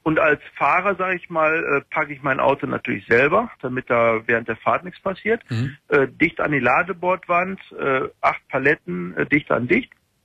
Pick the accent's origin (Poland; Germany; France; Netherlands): Germany; weil als Deutscher wirst du ja in Holland diskriminiert.